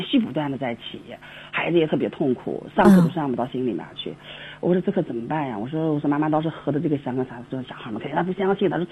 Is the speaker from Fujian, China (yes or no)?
no; Taiyuan, Shanxi, China; 我是太原的嘛，